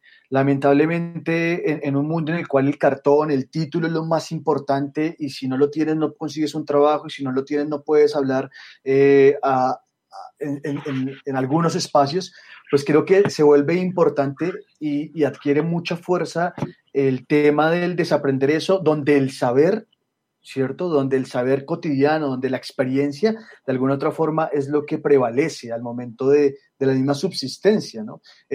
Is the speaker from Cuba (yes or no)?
no; Colombia; now in Chile; yo soy colombiano, actualmente estoy en Chile